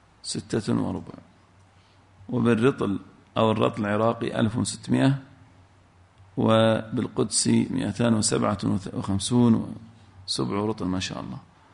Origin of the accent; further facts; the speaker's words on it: Al-Ahsa, Eastern Province, Saudi Arabia; إحنا عندنا في الأحساء لها اسم معين